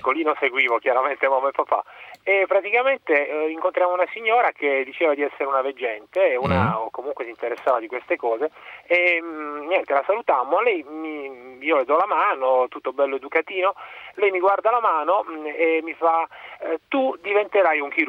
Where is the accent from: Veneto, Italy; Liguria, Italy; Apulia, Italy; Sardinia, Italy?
Apulia, Italy; Bari; io sono di Bari, eravamo dall'altra parte dell'Italia